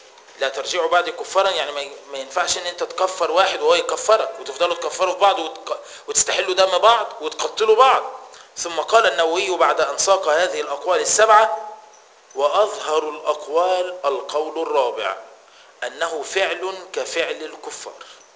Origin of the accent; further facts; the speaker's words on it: Egypt; انت لما بتروح بلد هنا عندنا في مصر اسمها كفر الشيخ